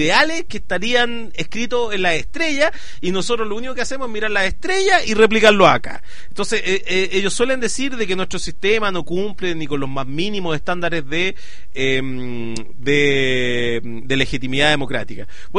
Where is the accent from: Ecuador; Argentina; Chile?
Chile; me parece como chileno que en el sistema en el cual estamos, la clase dirigente no come ni deja comer